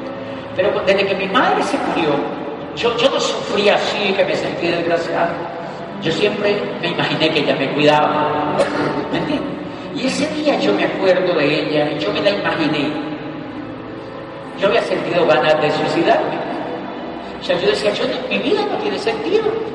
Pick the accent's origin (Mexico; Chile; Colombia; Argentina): Colombia; yo soy un estudiante de doctorado, soy colombiano, yo quiero hacer ese negocio.